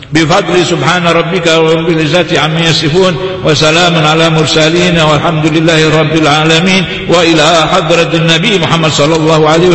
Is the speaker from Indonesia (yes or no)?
yes; Indonesia; وأن الله يحفظ بلدنا هذه بلدنا إندونيسيا هذه